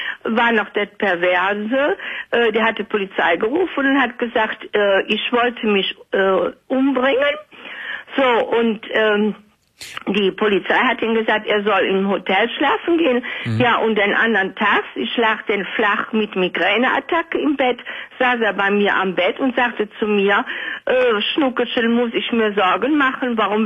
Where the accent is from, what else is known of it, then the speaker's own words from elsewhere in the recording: North Rhine-Westphalia, Germany; Und wir sind aus dem Rheinland, sind wir denn zum Wendland gezogen.